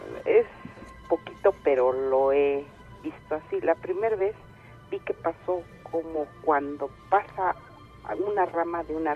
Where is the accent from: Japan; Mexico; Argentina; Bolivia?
Mexico; State of Mexico; Nosotros somos del Estado de México.